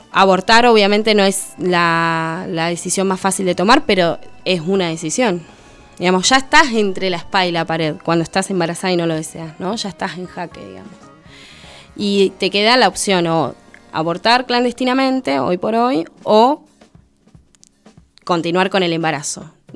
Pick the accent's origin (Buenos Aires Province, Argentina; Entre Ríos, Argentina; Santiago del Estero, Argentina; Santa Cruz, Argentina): Santa Cruz, Argentina; Puerto San Julián; mismo en San Julián, te digo, en mi pueblo allá chiquitito, lejos de todo